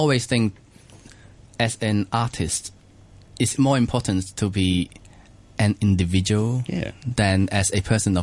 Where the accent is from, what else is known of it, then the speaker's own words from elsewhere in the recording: Hong Kong; because I grew up in Hong Kong, and you know how... You know, it's a completely mixed up city.